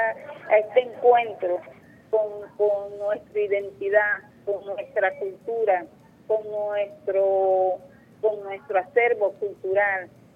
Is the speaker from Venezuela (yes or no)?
yes; Anzoátegui, Venezuela; born there; Yo nací en Anzuategui, del otro lado del Orinoco